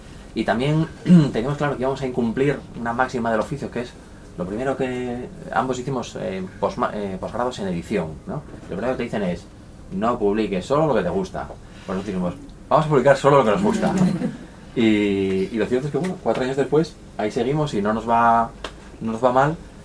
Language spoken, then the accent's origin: Spanish; Gijón, Asturias, Spain; yo soy de Gijón